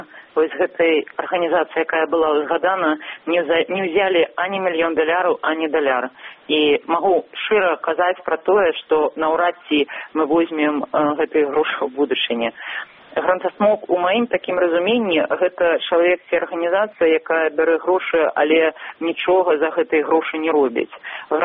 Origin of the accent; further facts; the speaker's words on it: Vitebsk, Vitebsk Region, Belarus; з Віцебску, з майго роднага горада